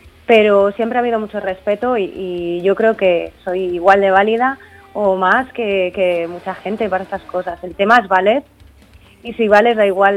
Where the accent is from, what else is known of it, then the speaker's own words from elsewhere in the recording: Laguna de Duero, Castile and León, Spain; tengo una asociación aquí en Laguna de Duero, en mi pueblo